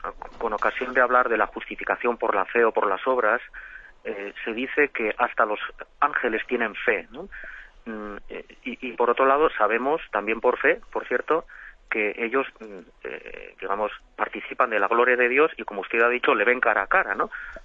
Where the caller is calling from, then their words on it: Navarre, Spain; de Navarra.